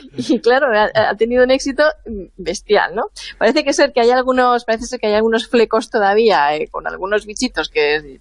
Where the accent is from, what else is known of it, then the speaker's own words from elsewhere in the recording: Levante, Spain; en mi pueblo, en mi zona, en los pueblos de interior, por esta zona de Levante y del sur mediterráneo